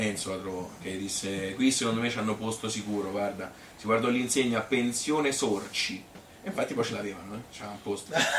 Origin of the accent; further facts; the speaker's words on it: Bibbiena, Tuscany, Italy; born there; Sono nata a Bibbiana Stazione il 15 d'ottobre del 1952